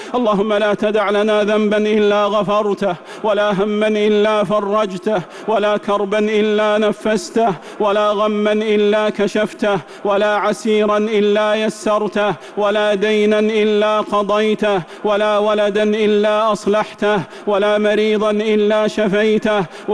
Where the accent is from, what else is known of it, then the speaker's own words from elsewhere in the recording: Saudi Arabia; اللهم أدم على بلادنا المملكة العربية السعودية وجميع بلاد